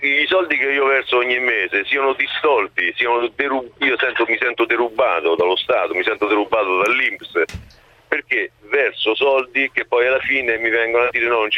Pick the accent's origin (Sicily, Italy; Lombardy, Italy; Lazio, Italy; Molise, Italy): Lazio, Italy; Rome; now in Vicenza, Italy; No, sono romano, ma vivo a Vicenza da 30 anni